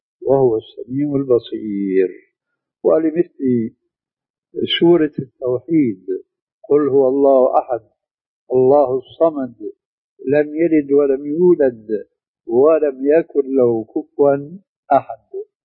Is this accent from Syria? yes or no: yes; Syria; الشيخ المسلم ابن عربي والمدفون هناك عندنا في سوريا